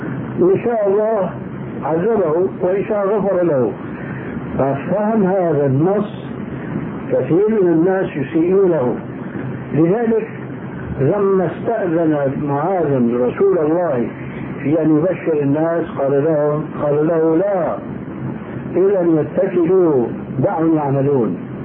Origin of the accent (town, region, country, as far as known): Syria